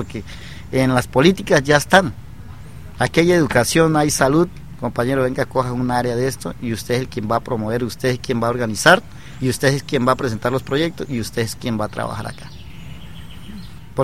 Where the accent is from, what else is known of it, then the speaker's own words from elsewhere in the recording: Tarapacá, Amazonas, Colombia; moved away; also born or lived in Bogotá; Y yo pues por el estudio salí de Tarapacá, estudié en San Juan Bosco con Leticia, y ahí me fui a estudiar a la ciudad de Bogotá para ser sacerdote.